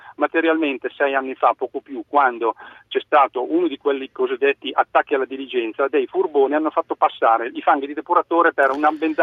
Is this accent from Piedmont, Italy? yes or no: yes; Vercelli, Piedmont, Italy; ma ho detto che sono di Vercelli